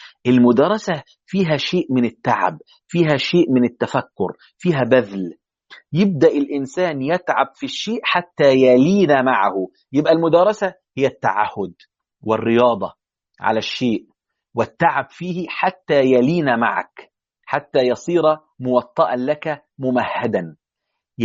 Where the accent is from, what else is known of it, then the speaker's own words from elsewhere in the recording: Egypt; يعني حتى في عندنا في مصر يقول لك درس القمح